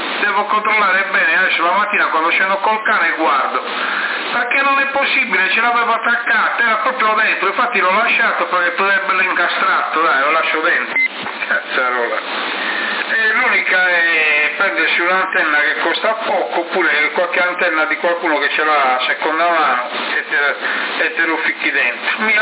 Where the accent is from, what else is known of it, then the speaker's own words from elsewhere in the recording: Sardinia, Italy; sono della Sardinia, adelante